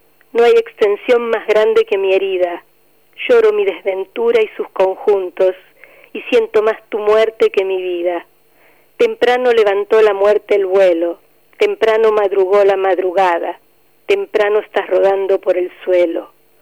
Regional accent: Buenos Aires, Argentina; Mi hermano era un chico de barrio, nació en Parque Patricios, donde crecimos, donde jugamos, donde fuimos a la escuela.

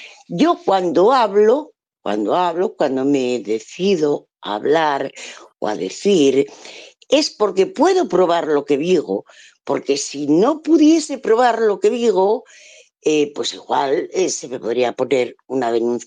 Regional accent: Asturias, Spain; first language Asturian; Spanish is a second language; yo hay veces que se me escapa hablar, pues como en mi lengua materna. Yo soy asturiana y muy orgullosa, además.

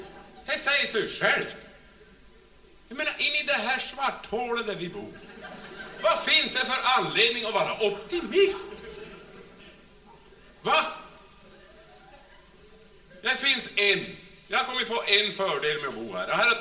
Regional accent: Norrland, Sweden; det värsta som vi norrlänningar har blivit utsatta för

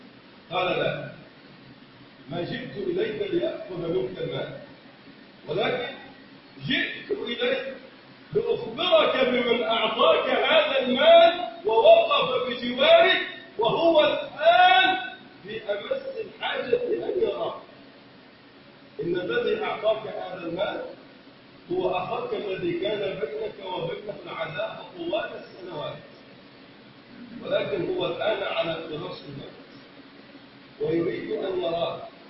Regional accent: Egypt; اللهم من اراد بلدنا مصر بخير وفقه لكل خير

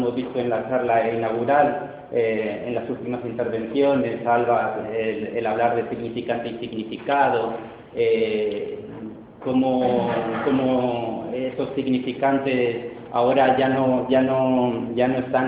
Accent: Argentina; born there; en el país de donde yo nací, que es Argentina

